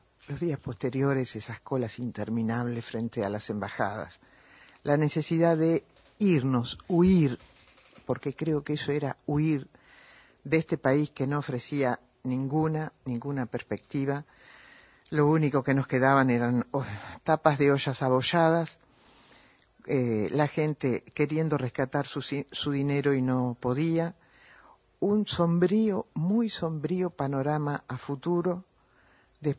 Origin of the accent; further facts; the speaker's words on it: Argentina; Porque somos, los argentinos tenemos a veces memoria flaca